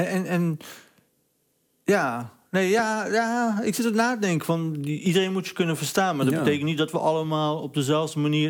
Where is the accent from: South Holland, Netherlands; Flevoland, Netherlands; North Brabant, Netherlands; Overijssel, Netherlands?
Overijssel, Netherlands; accent: Sallands; ik krijg nu nog soms te horen, zeker als ik een drankje op heb of ben moe... dat ik opeens Sallands ga praten.